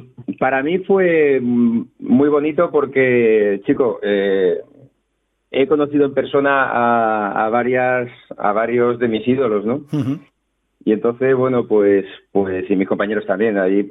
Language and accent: Spanish; Alcorcón, Community of Madrid, Spain; Sí, yo soy de Alcorcón.